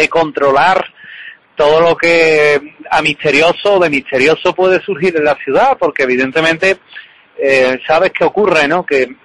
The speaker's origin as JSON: {"language": "Spanish", "town": "Seville", "region": "Andalusia", "country": "Spain", "said": "pues recomiendo la ruta de la tapa, pues evidentemente, sí, sí, como buen sevillano"}